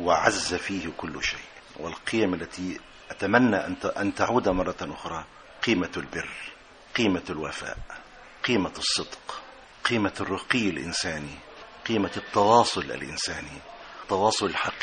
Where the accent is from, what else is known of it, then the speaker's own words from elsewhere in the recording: Shubra Haris, Qalyubia, Egypt; وإلى أهل قريتي شبرا هارس مركز سوق محافظة القليوبية،